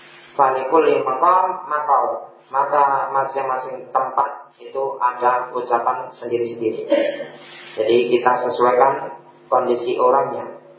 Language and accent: Indonesian; Java, Indonesia; Kita orang Jawa, kita tahu bahasa yang sopan mana, bahasa yang enggak sopan mana.